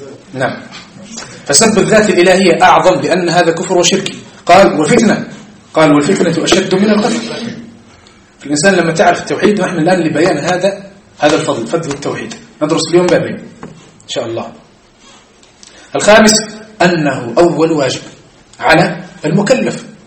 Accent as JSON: {"language": "Arabic", "country": "Algeria", "said": "لكن احنا عندنا في الجزائر"}